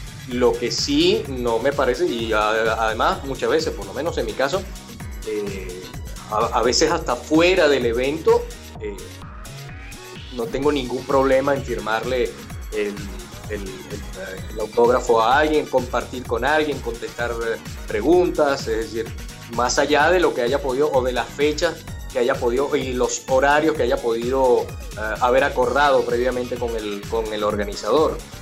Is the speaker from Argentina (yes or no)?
no; Mexico; de alguna manera, tengo que compensar ese dinero que no voy a ganar aquí en mi país, en el otro trabajo, para poder ir.